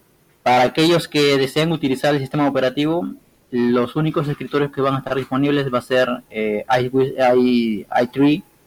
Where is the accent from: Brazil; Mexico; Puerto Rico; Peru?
Peru; yo soy de Perú. Aquí son exactamente la 1:00 p.m. con 8 minutos, y bueno, desde acá, desde Perú